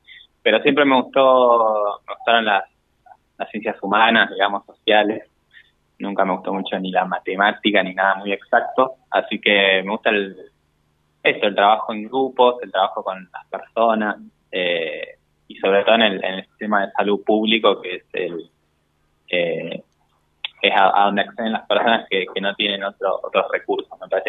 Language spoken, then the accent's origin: Spanish; El Bolsón, Río Negro, Argentina; en Bolsón, que es de donde vengo